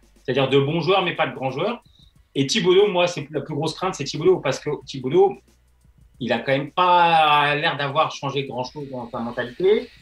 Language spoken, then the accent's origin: French; France; Et il y a une question aussi qui peut fâcher en tant que Français